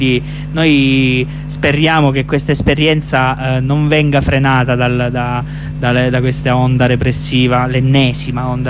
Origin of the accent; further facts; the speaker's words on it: Giulianova, Abruzzo, Italy; Uno in Abruzzo, insomma, nella mia terra, Giulianova